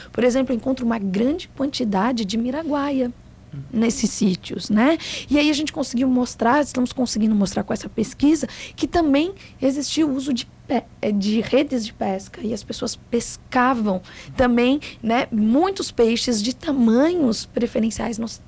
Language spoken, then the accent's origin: Portuguese; São Paulo, Brazil; now in Pelotas, Brazil; eu, como paulista, uma paulista que viveu em vários lugares, vim para Pelotas, para a UFPEL